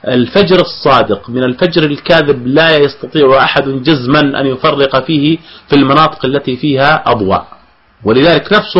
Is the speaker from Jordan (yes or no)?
yes; Jordan; بما يعني أجزم به في عندنا في الأردن